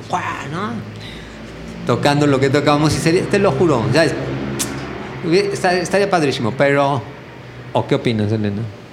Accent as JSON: {"language": "Spanish", "region": "Mexico City", "country": "Mexico", "lives_now": "Amatlán, Mexico", "said": "Pero poco a poco nos fuimos moviendo del DF. Nosotros éramos del DF."}